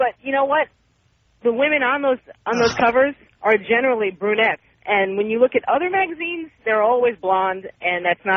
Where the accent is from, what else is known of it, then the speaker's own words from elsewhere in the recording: New York City, New York, United States; We're from the same neighborhood. I used to live in the South Bronx.